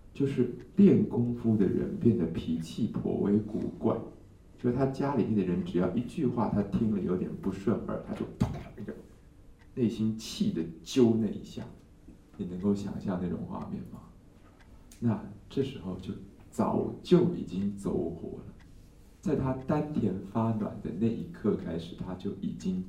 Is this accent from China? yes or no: no; Taiwan; 这个short circuit， 我们台湾人叫短路，你们叫什么？